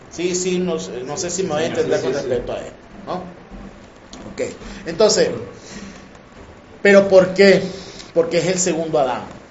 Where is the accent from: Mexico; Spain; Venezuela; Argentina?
Venezuela; Por lo menos nosotros aquí en Venezuela somos afortunados. Pues nosotros somos la licuadora de Latinoamérica. Pues nosotros tenemos una mezcla de absolutamente todo.